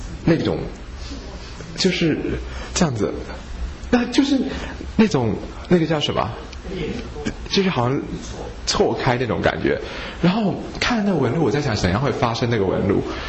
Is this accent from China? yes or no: no; Taiwan; 一般我们台湾人的脾胃撑不住。